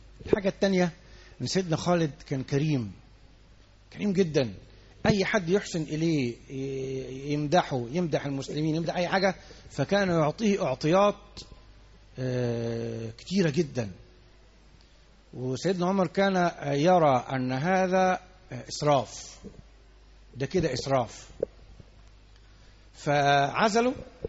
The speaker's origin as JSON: {"language": "Arabic", "country": "Egypt", "said": "عندنا في مصر الانتخابات يوم الاثنين والثلاث"}